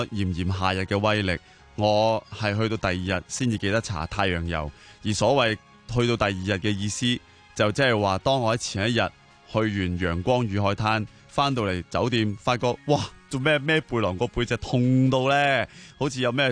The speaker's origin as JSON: {"language": "Cantonese", "country": "China", "said": "又引证咗我哋中国人嗰句说话"}